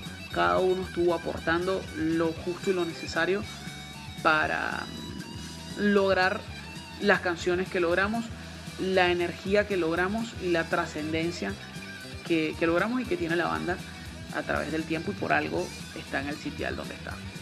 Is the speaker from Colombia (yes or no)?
no; Venezuela; es una verdadera institución de la música en mi país, en Venezuela